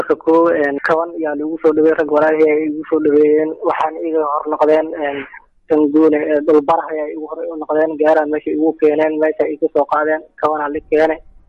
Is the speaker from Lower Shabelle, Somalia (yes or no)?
no; Kismayo, Lower Juba, Somalia; Waxaan ka imaaday magaalada Kismaayo